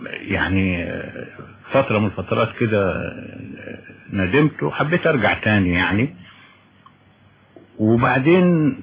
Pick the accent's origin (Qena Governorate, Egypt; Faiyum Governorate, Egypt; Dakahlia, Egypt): Qena Governorate, Egypt; Qena; انا ولدت ونشأت في قنا، بس انا مش قروي يعني، والدي من قرية في تابع مركز دشنا يعني، لكن انا تربيت في قنا مدينة